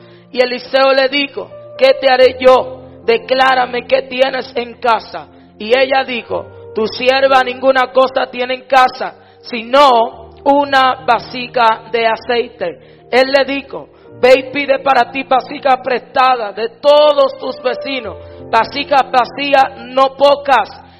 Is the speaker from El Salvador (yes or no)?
no; Dominican Republic; como dominicanos, nos llevamos una linda experiencia de este lugar